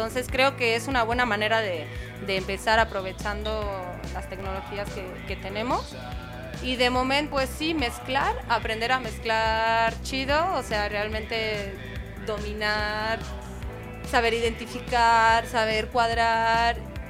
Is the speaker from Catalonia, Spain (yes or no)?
yes; Catalonia, Spain; y yo misma, que soy de tierras catalanas.